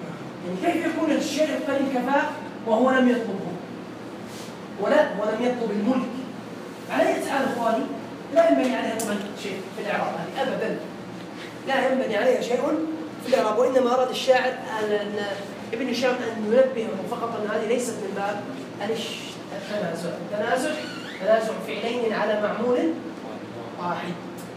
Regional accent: Jordan; نحن لهجتنا أقرب إلى السعودية بحكم أننا قبائل. نحن يعني من البادية أصلا. فنحن قبائل ممتدة من شمال، من حائل إلى وسط الأردن، قبائل واحدة.

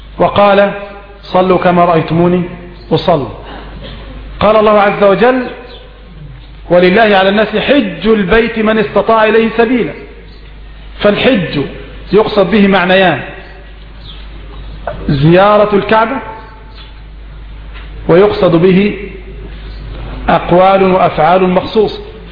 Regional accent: Egypt; الجراد يا أخواني نحن كمصريين لا نأكله

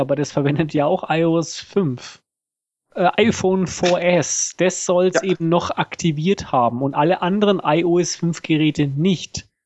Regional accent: Germany; now in Switzerland; ich bin ja Deutscher, der in der Schweiz wohnt und ich darf ja nicht wählen.

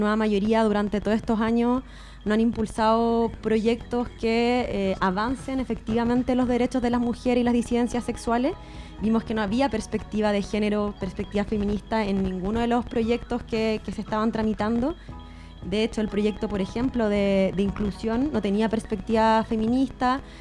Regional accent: La Florida, Santiago Metropolitan Region, Chile; soy floridana también.

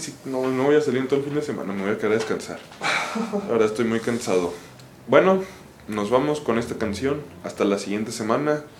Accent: Catalonia, Spain; nomás que lo dije como soy catalán

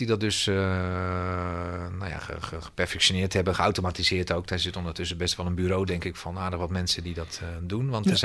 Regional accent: Schiedam, South Holland, Netherlands; Ik ben zelf Schiedammer.

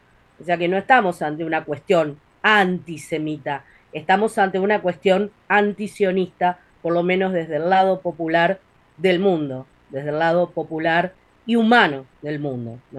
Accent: Uruguay; me dio un gran orgullo como uruguaya

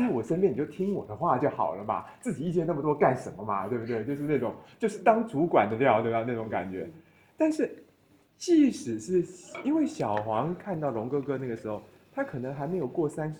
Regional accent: Taiwan; 我作为台湾人对中国人说一句不敬的话啊

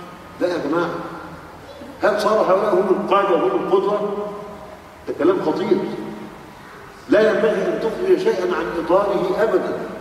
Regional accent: Egypt; عندنا في مصر

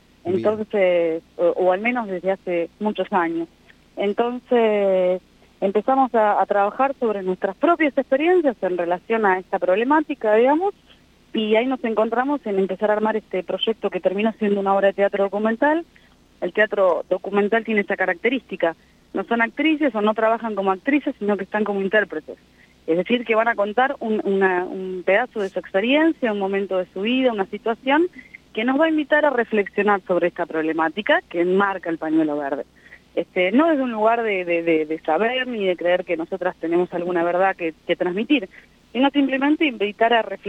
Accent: Santa Fe, Argentina; venimos de Santa Fe, de la provincia de Santa Fe, somos un elenco que viene de Rosario. Algunas somos oriundas de Rosario, otras no, de la zona, pero somos santafesinas

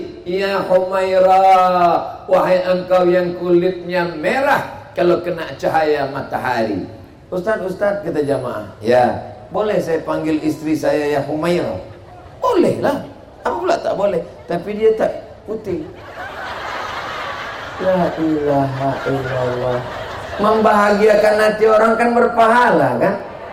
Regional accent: Medan, North Sumatra, Indonesia; Kalau ada orang bertanya, ibu dari mana? Dari Medan. Di mana? Sumatera Utara.

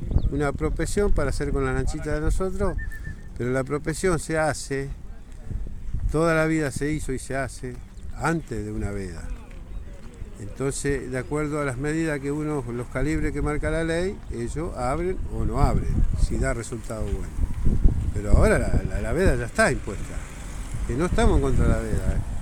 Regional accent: San Clemente, Buenos Aires Province, Argentina; Somos de San Clemente. De San Clemente

